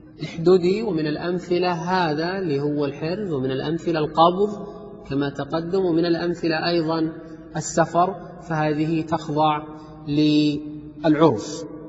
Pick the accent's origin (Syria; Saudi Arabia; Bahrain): Saudi Arabia; Riyadh, Riyadh Province; من ذهب إلى المطار عندنا في الرياض، المطار في الرياض خارج عامر البلد